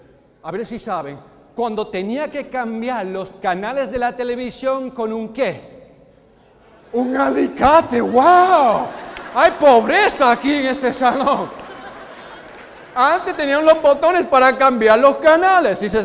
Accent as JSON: {"language": "Spanish", "town": "Chicago", "region": "Illinois", "country": "United States", "tie": "born there", "said": "Nací en Chicago, como ya han comentado, uno de los barrios más peores, peligrosos, mucha violencia, muchas drogas."}